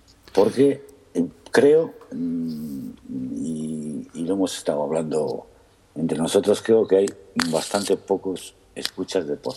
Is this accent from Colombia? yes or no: no; Spain; Como soy español, me gusta mucho el coñac